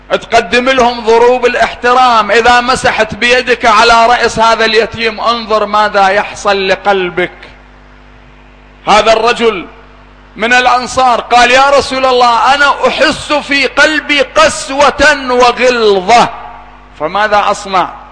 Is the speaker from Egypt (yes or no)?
no; Iraq; أنا أدعو التجار الآن عندنا في العراق